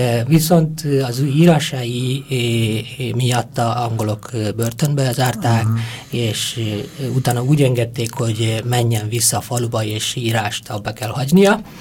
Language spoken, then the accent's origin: Hungarian; India; Hungarian is a second language; moved away as an adult; now in Hungary; és így összesen olyan 25 évet töltöttem Indiában, és de az a 17 év, amit a szülőfalumban és azt a kis megyében töltöttem